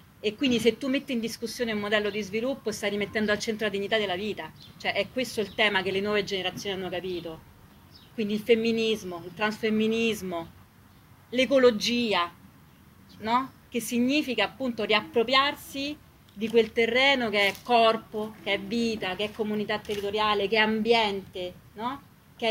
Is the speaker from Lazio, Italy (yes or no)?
yes; Rome, Lazio, Italy; c'era molto modello macista anche nei comportamenti delle compagne quando sono cresciuta io a Via dei Volsci.